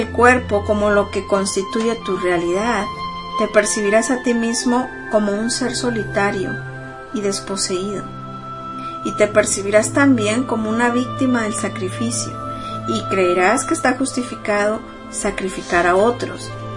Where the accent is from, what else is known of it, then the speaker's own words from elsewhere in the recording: Mexico; soy humana, soy mexicana, tan, tan, tan, tan, tan.